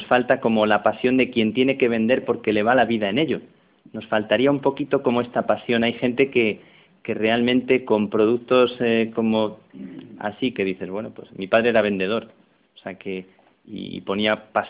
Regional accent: Plasencia, Extremadura, Spain; las monjas de mi pueblo, que eran las carmelitas de Plasencia, yo soy de Plasencia

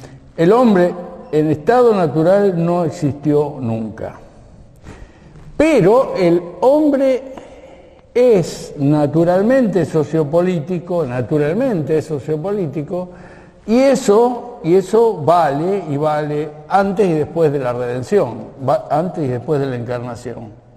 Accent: Argentina; somos argentinos y somos católicos.

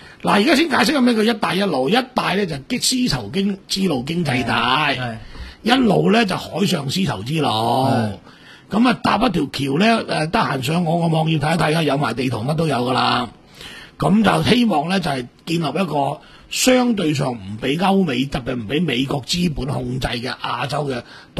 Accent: Hunan, China; 譬如我是湖南人，我是我認识得几个湖南仔都是走嚟广州当兵

